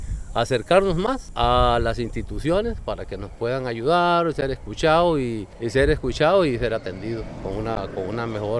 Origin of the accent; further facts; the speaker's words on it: Puerto Níspero, Guanacaste, Costa Rica; vengo de Puerto Níspero